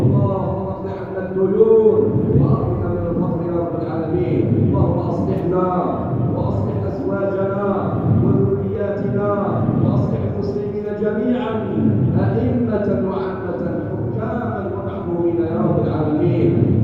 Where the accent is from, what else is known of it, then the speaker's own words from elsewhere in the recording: Algeria; بلادنا الجزائر